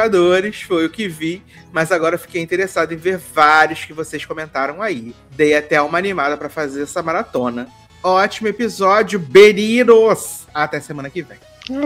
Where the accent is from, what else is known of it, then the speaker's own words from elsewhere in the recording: Brazil; Mas como brasileira, estou na torcida.